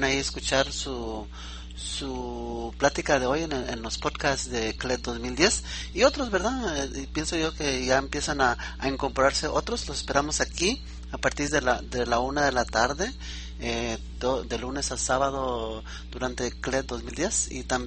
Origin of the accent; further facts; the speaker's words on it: Mexico; now in United States; siendo un latinoamericano, aunque soy mexicano en el extranjero, ¿verdad? Yo vivo en Estados Unidos